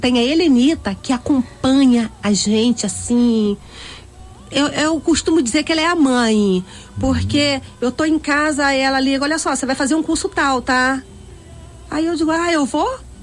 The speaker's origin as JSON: {"language": "Portuguese", "region": "Bahia", "country": "Brazil", "moved": "yes", "lives_now": "Rio de Janeiro, Brazil", "said": "Mas eu não sou do Alemão, eu sou da Bahia."}